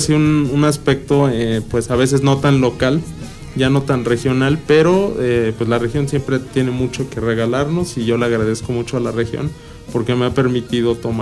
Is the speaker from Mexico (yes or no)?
yes; Amecameca, State of Mexico, Mexico; also born or lived in Tepetlixpa; yo soy oriundo de la región, soy del municipio de Tepetlixpa, pero pues también he vivido muchos años desde niño aquí en Amecameca, mi familia también es de aquí, entonces yo he crecido en realidad en toda la región.